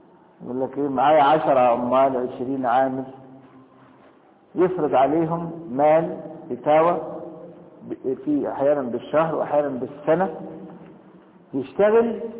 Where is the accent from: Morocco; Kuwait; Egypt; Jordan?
Egypt; لكن انا دلوقتي مصري